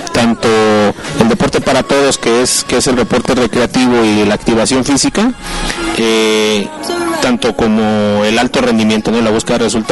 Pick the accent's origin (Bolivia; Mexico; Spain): Mexico; Monclova, Coahuila; now in Irapuato, Mexico; yo soy ingeniero de Monclova, Coahuila, y tengo 23 años viviendo aquí en Irapuato.